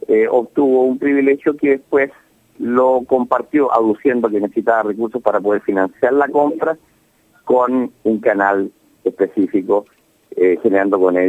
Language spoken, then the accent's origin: Spanish; Chile; estaba simplemente reaccionando como un chileno frustrado